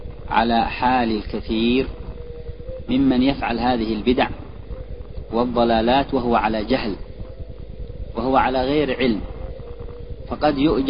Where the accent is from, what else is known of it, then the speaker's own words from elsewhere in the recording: Yemen; صحيح، هذا عندنا في اليمن أو في من هو حولها